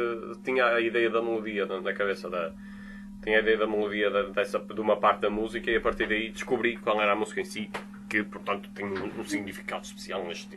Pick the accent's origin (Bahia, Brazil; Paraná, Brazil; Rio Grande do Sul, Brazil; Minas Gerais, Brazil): Minas Gerais, Brazil; Belo Horizonte; eu sou de Belo Horizonte